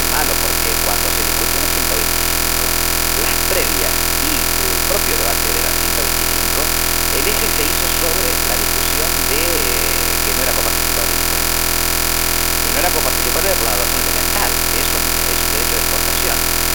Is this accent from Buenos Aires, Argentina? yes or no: yes; Buenos Aires, Argentina; aunque soy un bonaerense hecho y derecho, siempre he creído en un país federal